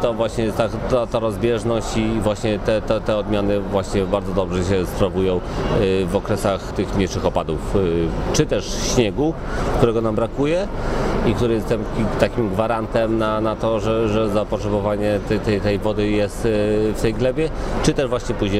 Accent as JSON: {"language": "Polish", "region": "Lublin Voivodeship", "country": "Poland", "said": "Pochodzę z Lubelszczyzny i powiem szczerze, że jest sporo zapytań właśnie o te odmiany browarne."}